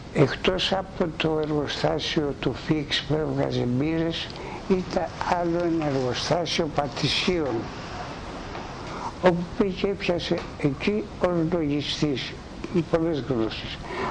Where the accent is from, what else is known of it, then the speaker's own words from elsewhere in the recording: Koronos, South Aegean, Greece; born there; ο πατέρας μου γεννημένος στα Βουρλά της Μικράς Ασίας. Η μητέρα μου από το χωριό μου, από την Κόρον της Νάξου.